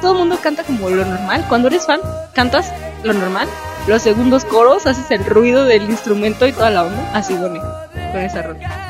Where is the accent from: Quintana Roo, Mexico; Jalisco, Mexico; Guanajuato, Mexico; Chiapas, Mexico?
Guanajuato, Mexico; soy de Guanajuato